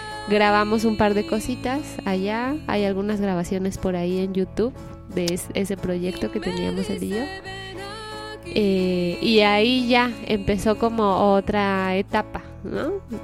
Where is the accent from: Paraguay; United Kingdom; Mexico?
Mexico; moved away as an adult; Hace 8 años y medio salí de México y me fui a estudiar música a Italia, en Milán